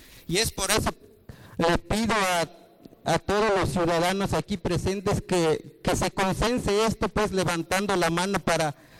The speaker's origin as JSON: {"language": "Spanish", "town": "Santiago Apóstol", "region": "Oaxaca", "country": "Mexico", "said": "soy presidente de la CUPUDA y vengo de la población de Santiago Apóstol."}